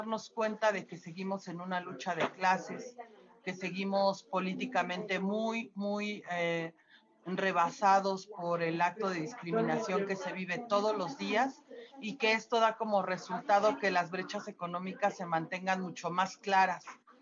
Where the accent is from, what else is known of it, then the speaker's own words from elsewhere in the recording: Mexico; entre nosotros como mexicanos